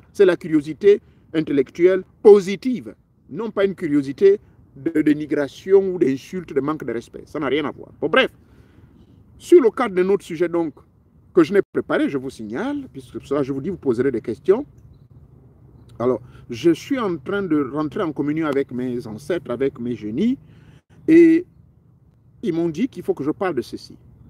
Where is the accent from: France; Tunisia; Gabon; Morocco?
Gabon